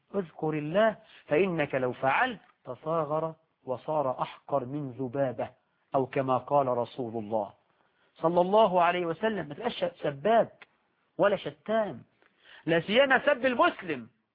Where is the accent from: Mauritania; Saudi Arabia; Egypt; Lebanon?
Egypt; فأمثالنا احنا كمصريين يقولوا